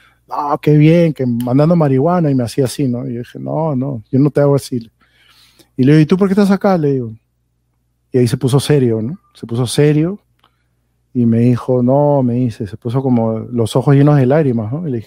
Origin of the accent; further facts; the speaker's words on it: Peru; Entonces yo le dije, bueno, yo soy de Perú, le dije.